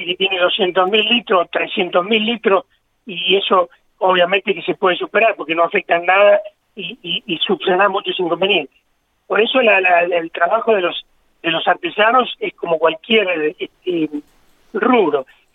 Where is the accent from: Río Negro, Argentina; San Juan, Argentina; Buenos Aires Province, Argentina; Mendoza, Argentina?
Mendoza, Argentina; moved away as an adult; now in La Pampa, Argentina; Dos de los socios somos mendocinos y nos vinimos a La Pampa en el año 87, así que somos más pampeanos que mendocino, porque en Mendoza tuvimos 18 años nada más y acá ya llevamos 36 años. O sea que somos pampeanos adoptados